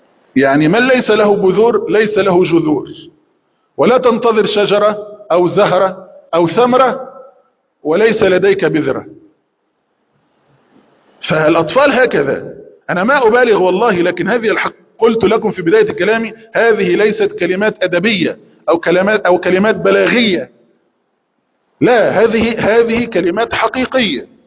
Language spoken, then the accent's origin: Arabic; Egypt; عندنا في مصر يقولون مصارين البطن تتخانق